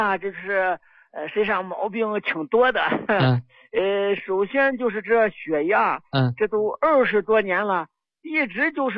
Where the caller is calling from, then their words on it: Xi'an, Shaanxi, China; 我是西安的。